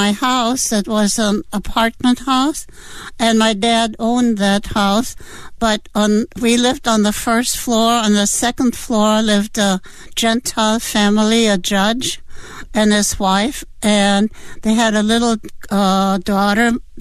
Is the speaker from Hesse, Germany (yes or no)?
no; Berlin, Germany; I grew up in Berlin, Germany